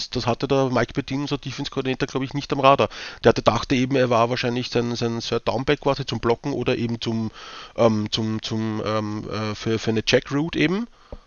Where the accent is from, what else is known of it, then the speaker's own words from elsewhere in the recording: Vienna, Austria; accent: Viennese; wenn sie mich verstehen mit meinem Wiener Dialekt